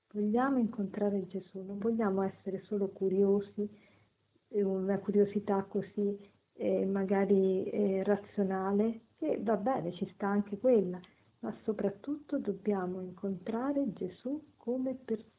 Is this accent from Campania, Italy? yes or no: no; Rome, Lazio, Italy; sono una consacrata come una suora, vengo da Roma.